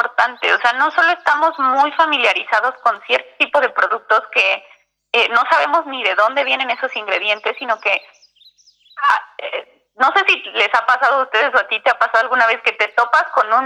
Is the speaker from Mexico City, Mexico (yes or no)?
yes; Mexico City, Mexico; yo soy de la Ciudad de México